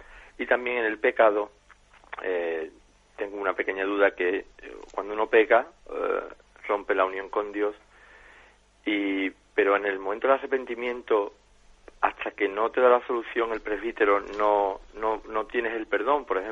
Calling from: Jerez de la Frontera, Andalusia, Spain; de Jerez.

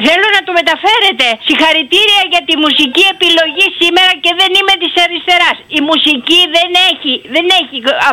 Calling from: Volos, Thessaly, Greece; Καταρχήν είμαι ακροάτριά σας από το Βόλο

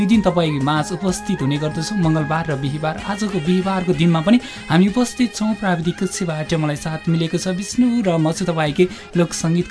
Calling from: Bagmati, Nepal; मकवानपुरबाट

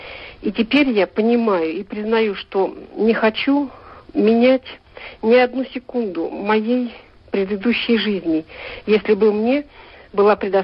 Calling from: Novokuznetsk, Kemerovo Oblast, Russia; я из Новокузнецка.

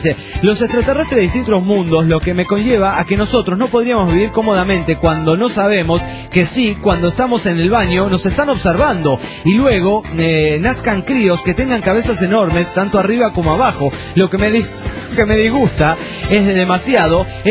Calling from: Juliaca, Puno, Peru; de Juliaca, Perú.

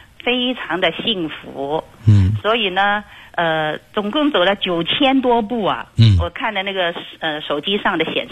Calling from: Guangzhou, Guangdong, China; 我是广州的学生。

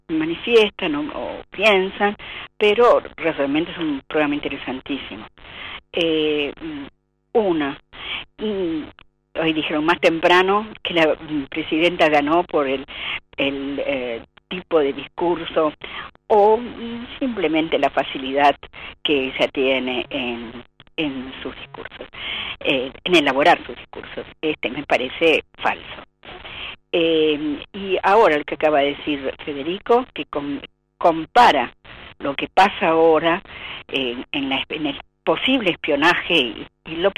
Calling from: Almagro, Buenos Aires, Argentina; de Almagro.

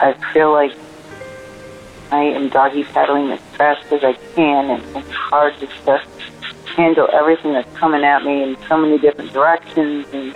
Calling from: Alabama, United States; and I'm calling from Alabama.

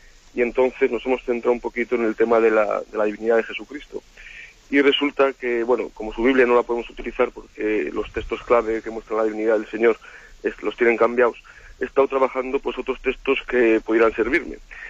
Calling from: Huelva, Andalusia, Spain; de Huelva.

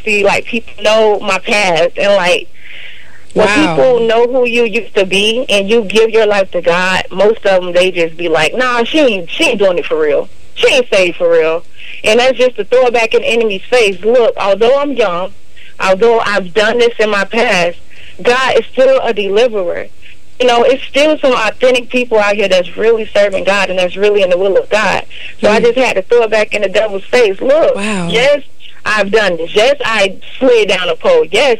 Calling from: Florida, United States; I'm from Florida.

